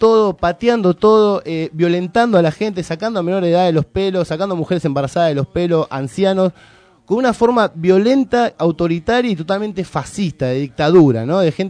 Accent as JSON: {"language": "Spanish", "town": "Villa Lugano", "region": "Buenos Aires", "country": "Argentina", "tie": "born or raised there", "said": "porque yo soy nacido y criado en Lugano. Y a la del Pini iba a la secundaria yo."}